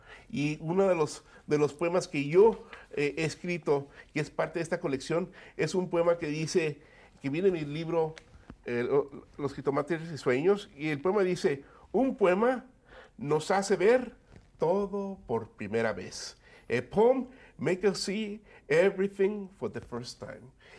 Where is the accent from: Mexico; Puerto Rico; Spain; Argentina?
Mexico; also born or lived in Los Angeles, United States; Yo nací en 1954 y en Los Ángeles, California, pero mi familia se mudó a México cuando yo tenía unos 7 años. Entonces, fui a primer grado aquí en los Estados Unidos, pero me crié tanto en México como en los Estados Unidos.